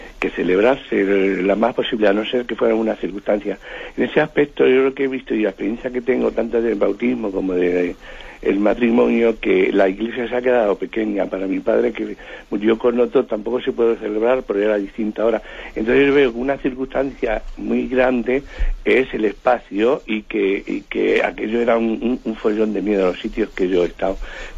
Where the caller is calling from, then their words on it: Madrid, Community of Madrid, Spain; de Madrid.